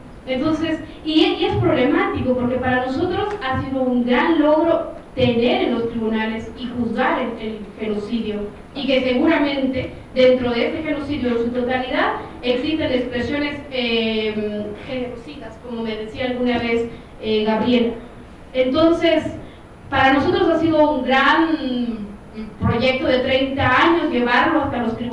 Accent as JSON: {"language": "Spanish", "country": "Guatemala", "said": "de Guatemala"}